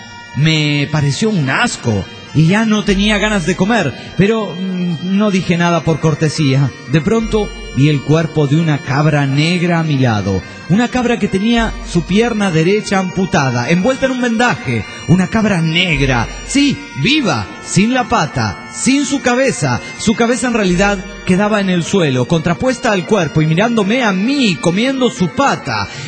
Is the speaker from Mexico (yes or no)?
yes; Villahermosa, Tabasco, Mexico; de Villahermosa, Tabasco, México.